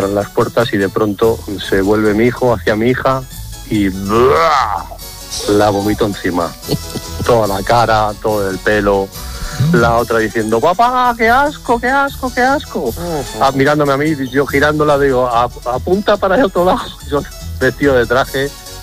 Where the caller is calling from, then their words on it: Madrid, Community of Madrid, Spain; soy el señor de Carabanchel.